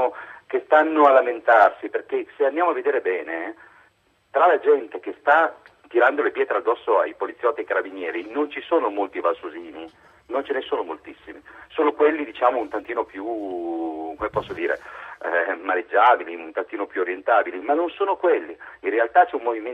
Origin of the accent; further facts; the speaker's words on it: Turin, Piedmont, Italy; now in Biella, Italy; Io sono torinese, va bene, abito a Biella, però in realtà sono nato e cresciuto a Torino, 40 anni di torinesità e tutto il resto.